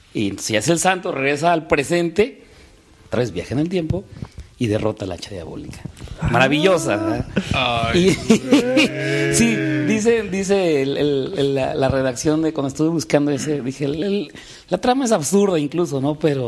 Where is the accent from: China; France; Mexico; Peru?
Mexico; Mexico City; En la época que yo me tocó de verla de niño, vivía en Ciudad de México